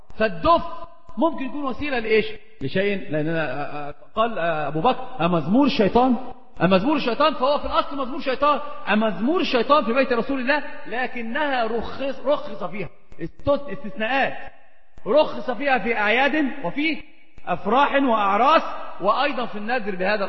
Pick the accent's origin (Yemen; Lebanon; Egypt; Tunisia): Egypt; عندنا في مصر يقولون مثل عظيم جدا